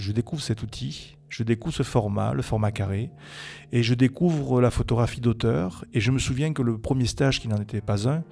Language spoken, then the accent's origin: French; Brive-la-Gaillarde, Nouvelle-Aquitaine, France; c'est vrai que moi, je suis originaire de Corrèze, de Brive exactement.